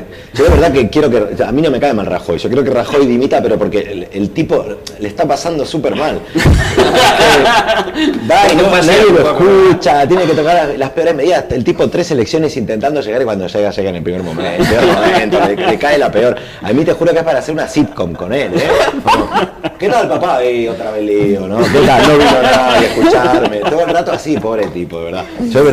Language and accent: Spanish; Argentina; dos de nosotros somos argentinos